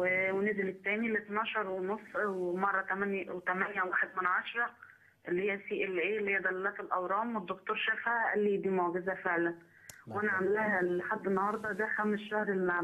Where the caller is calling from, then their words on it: Faiyum, Faiyum Governorate, Egypt; من الفيوم.